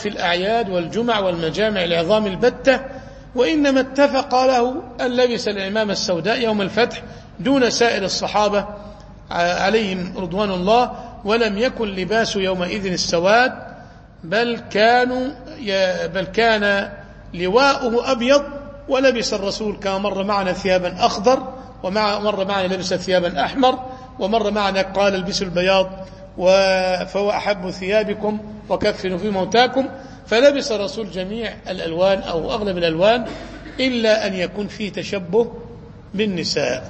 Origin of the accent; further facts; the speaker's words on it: Cairo, Cairo Governorate, Egypt; عندنا في القاهرة الناس مش من عادتهم يلبسوا العمامة